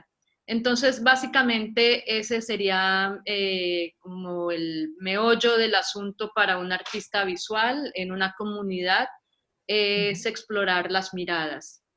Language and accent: Spanish; Colombia; moved away as an adult; now in Argentina; yo soy colombiana, soy artista visual, llevo aquí ya varios años en Argentina, me trajo el invento y me quedé por el amor.